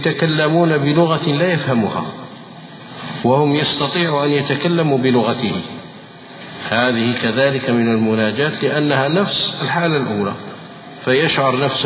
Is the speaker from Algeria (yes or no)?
yes; Algeria; وهذا يقع عندنا في الجزائر.